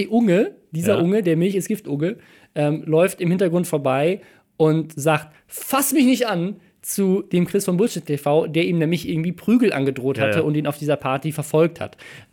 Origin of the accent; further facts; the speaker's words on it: Starnberg, Bavaria, Germany; bei mir, da wo ich herkomme, in Starnberg